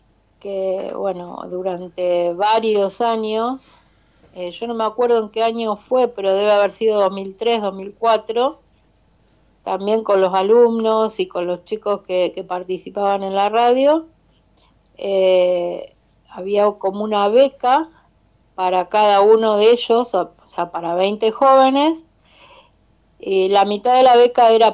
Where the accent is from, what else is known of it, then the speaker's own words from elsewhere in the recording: Verónica, Buenos Aires Province, Argentina; Oriunda de Verónica, o sea, yo nací en Verónica, me crié en Verónica, en la zona rural, casi cerca de Punta Indio, por allá por detrás de la base, como le decimos siempre.